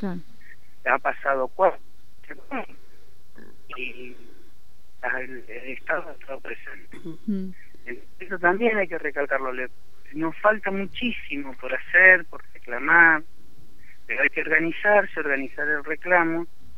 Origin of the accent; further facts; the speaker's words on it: Argentina; Es todo, somos argentinos.